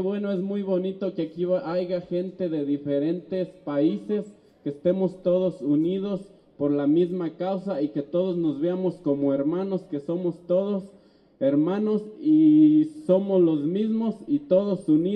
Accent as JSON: {"language": "Spanish", "town": "Santa Clara del Cobre", "region": "Michoacán", "country": "Mexico", "said": "Venimos del municipio de Santa Clara del Cobre"}